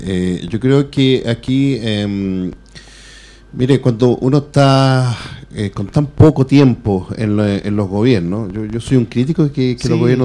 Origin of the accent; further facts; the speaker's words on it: Chile; No, que yo soy chileno y yo defiendo.